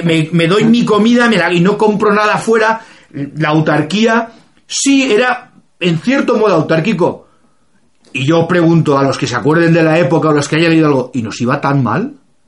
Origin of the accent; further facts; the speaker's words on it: Spain; a mí como español no me dice nada